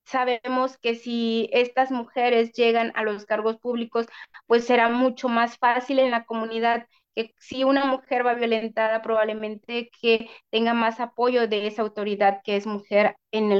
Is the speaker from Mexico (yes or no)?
yes; Tixtlancingo, Guerrero, Mexico; que se llama Tixtlancingo, municipio de Coyuca de Benítez, Guerrero. Soy integrante de la Red de Mujeres Indígenas y Afromexicanas acá en Guerrero